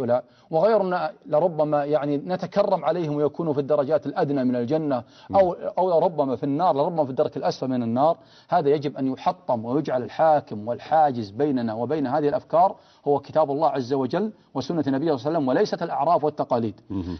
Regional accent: Riyadh, Riyadh Province, Saudi Arabia; مقارنة بالصف والصفين اللي عندنا في الرياض مثلا،

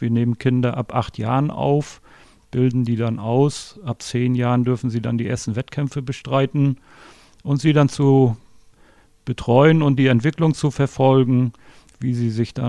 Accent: Mecklenburg-Vorpommern, Germany; lebe immer noch in meiner Geburtsstadt, fühle mich hier auch sehr wohl in Mecklenburg-Vorpommern.

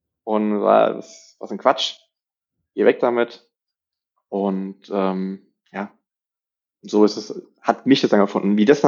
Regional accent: Rhineland-Palatinate, Germany; Ich bin ja in der Nähe Kaiserslautern aufgewachsen, in Rheinland-Pfalz.

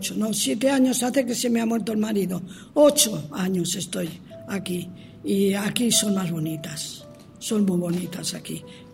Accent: Burgos, Castile and León, Spain; Yo soy de Burgos.

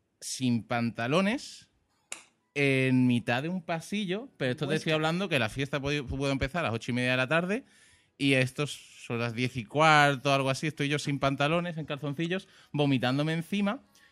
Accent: Valencia, Valencian Community, Spain; Bueno, claro, ten en cuenta que yo me crié en Valencia.

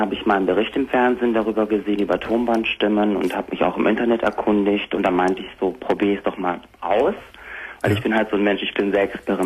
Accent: Greece; also ich komme ja aus Griechenland und ich habe ja auch Griechisch dann auch gesprochen

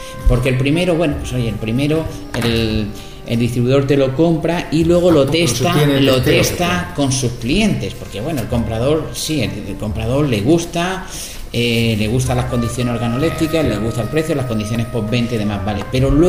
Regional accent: Jaén, Andalusia, Spain; ese ligero amargor y picor que los que somos de Jaén nos gusta tanto

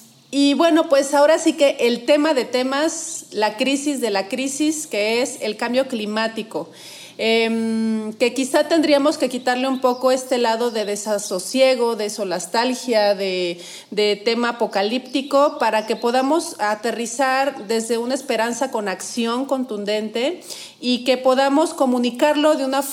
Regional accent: Mexico; como mexicanos que vivimos en ciertas regiones del país, por ejemplo, tú estás en Guadalajara, yo estoy en el estado de Veracruz

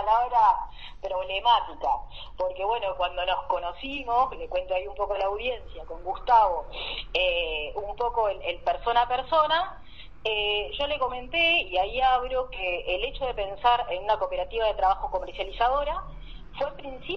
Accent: Buenos Aires, Argentina; moved away; vengo de Buenos Aires. Hace 2 años estoy por acá en el Valle

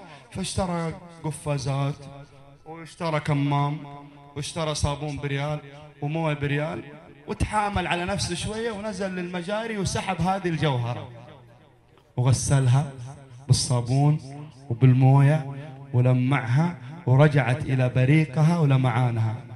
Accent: Jeddah, Makkah Province, Saudi Arabia; قبل تقريبا سنتين كان عندنا في جدة لقاء مثل هذا اللقاء

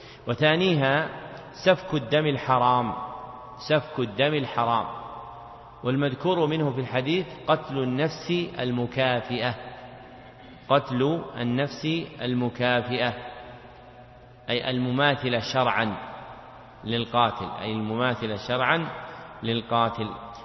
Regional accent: Najd, Saudi Arabia; مثل ما يقول العوام عندنا في نجد

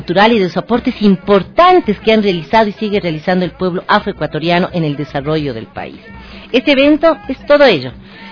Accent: Ecuador; Somos ecuatorianos en esta gran diversidad.

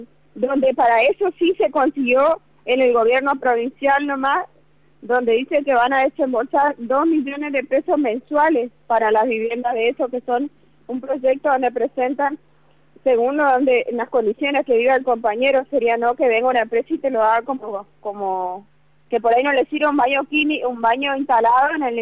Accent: Chaco, Argentina; nosotros, aparte de ser chaqueño, también somos argentino.

